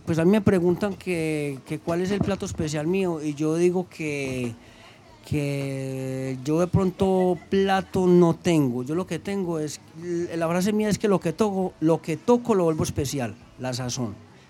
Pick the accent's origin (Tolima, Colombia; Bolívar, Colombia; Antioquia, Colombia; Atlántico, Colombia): Antioquia, Colombia; Andes; yo soy del suroeste, del pueblo de Andes